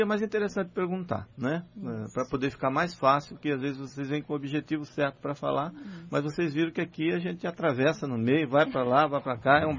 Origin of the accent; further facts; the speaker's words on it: Northeast Region, Brazil; E nós, Célia, que somos do Nordeste, às vezes, eu sou do sertão mesmo, né? A minha região é sertão.